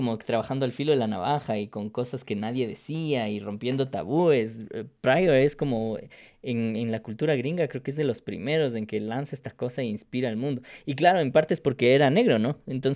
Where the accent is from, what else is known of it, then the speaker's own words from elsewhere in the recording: Ecuador; qué chusco que somos los ecuatorianos